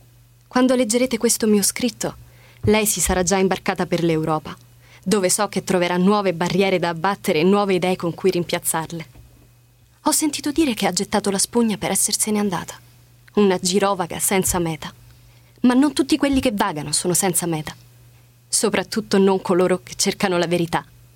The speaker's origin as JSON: {"language": "Italian", "town": "Rome", "region": "Lazio", "country": "Italy", "said": "Di Roma, dalla ridente Garbatella."}